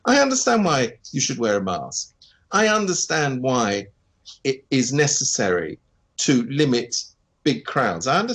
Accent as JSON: {"language": "English", "country": "United Kingdom", "said": "I speak as a Brit, so I know what I speak."}